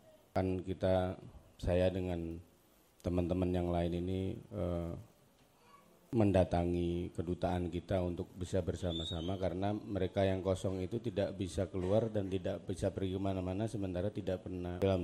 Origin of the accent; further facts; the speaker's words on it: East Java, Indonesia; now in Malaysia; Salam kenal, saya asli dari Gunung Lawu. Kalau melewati Cemoro Sewu, silakan mampir